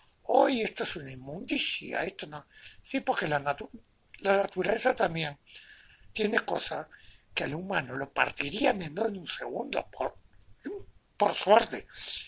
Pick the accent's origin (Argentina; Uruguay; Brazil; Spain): Uruguay; Siempre hablando dentro de los límites de nuestra territorialidad, porque somos uruguayos.